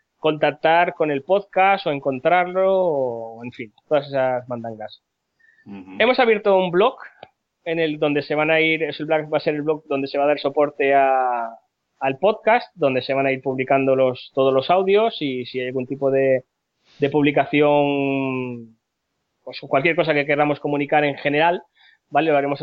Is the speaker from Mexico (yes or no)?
no; Palma, Balearic Islands, Spain; now in Barcelona, Spain; Yo, aunque soy de Palma, ahora estoy viviendo en Barcelona.